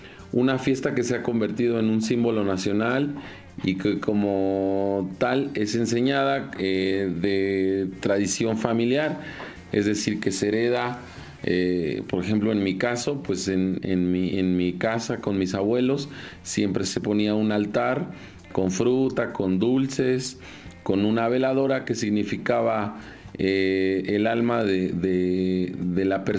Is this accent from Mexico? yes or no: yes; Mexico; algo que te comento que es muy tradicional en mi país es que el culto a la muerte no es algo nuevo